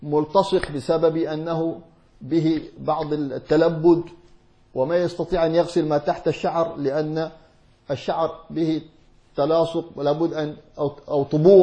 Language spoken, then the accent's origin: Arabic; Hadramaut, Yemen; كما يفعله عندنا في حضرموت يأتون بالسدر